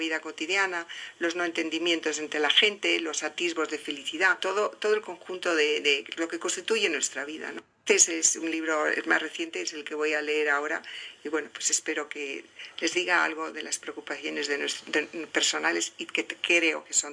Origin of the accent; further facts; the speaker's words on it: Zaragoza, Aragon, Spain; born there; nací en Zaragoza, en España, en 1947.